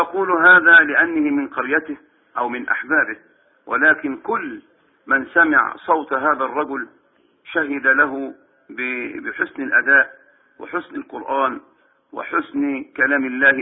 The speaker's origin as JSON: {"language": "Arabic", "town": "Minyat Mahallat Damana", "region": "Dakahlia", "country": "Egypt", "tie": "born or raised there", "said": "ولكن أذكر موقف في قريتي. توفى في هذه القرية منية محل الدمنة رجلان كبيران في هذه القرية"}